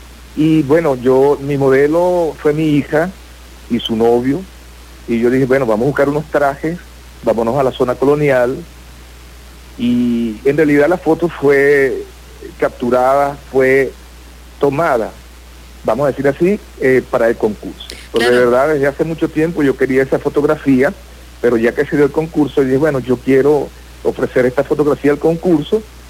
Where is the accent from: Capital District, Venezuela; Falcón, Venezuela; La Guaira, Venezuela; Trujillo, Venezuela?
Falcón, Venezuela; Coro; born there; Yo nací aquí en Coro